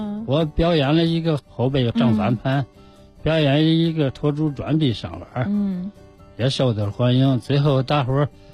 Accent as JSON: {"language": "Chinese", "region": "Beijing", "country": "China", "said": "我们是北京的"}